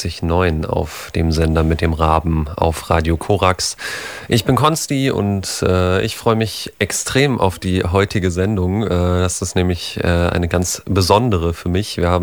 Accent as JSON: {"language": "German", "town": "Potsdam", "region": "Brandenburg", "country": "Germany", "tie": "born or raised there", "said": "habe mit 14 in meiner Heimatstadt in Potsdam mal im Verein gespielt"}